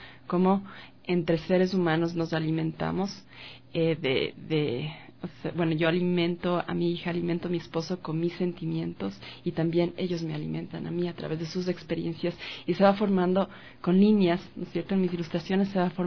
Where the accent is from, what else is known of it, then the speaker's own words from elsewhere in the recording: Quito, Pichincha, Ecuador; Soy quiteña, sí.